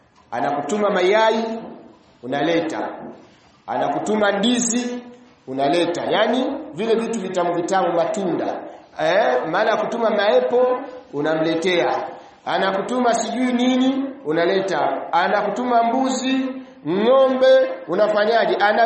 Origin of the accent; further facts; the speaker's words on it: Mwanza, Tanzania; Kule kwetu kuna bwana mmoja anaitwa, kule Mwanza kuna bwana mmoja anaitwa